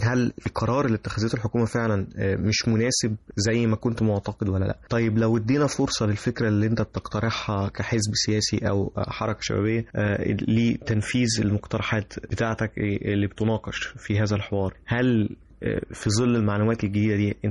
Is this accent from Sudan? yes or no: no; Egypt; فكرة ان احنا كمصريين قاعدين مع بعض بنحاول نحل مشاكل البلد دي